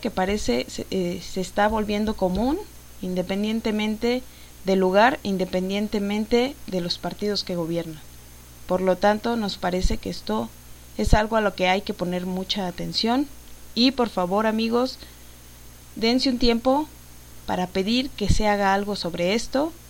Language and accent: Spanish; Mexico; como ciudadana mexicana les exigía que se cumplieran estos puntos